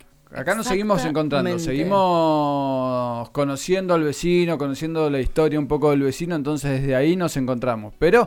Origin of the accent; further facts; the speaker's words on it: Buenos Aires, Argentina; quienes venimos de Buenos Aires o quienes venimos de ciudades grandes